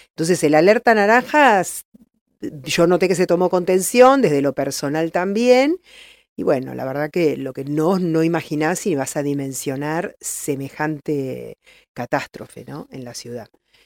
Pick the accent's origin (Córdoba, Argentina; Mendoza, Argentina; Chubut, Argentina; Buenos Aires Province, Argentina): Buenos Aires Province, Argentina; La Plata; Yo soy platense y también viví con mi familia la inundación del 2013.